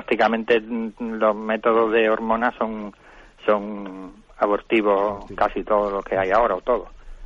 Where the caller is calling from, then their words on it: Málaga, Andalusia, Spain; Buenos días … de Málaga.